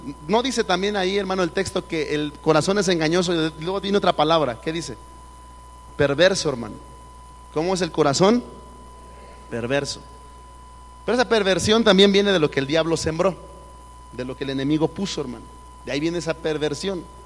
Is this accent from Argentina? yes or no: no; Mexico; Pues por como somos los mexicanos, México está como está.